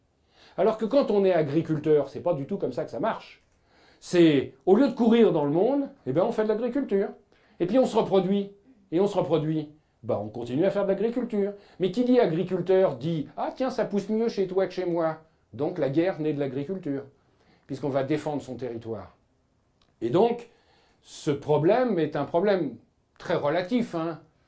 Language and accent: French; France; Nous, on imagine en tant que Français moyen